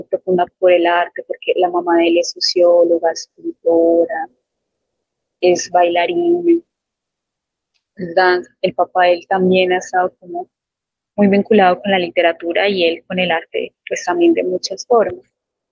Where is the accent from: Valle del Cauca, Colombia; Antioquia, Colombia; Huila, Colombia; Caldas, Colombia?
Antioquia, Colombia; Santa Rosa de Osos; born there; yo siempre pongo que yo nací en Santa Rosa, porque para mí eso es muy importante, decir que yo vengo de Santa Rosa.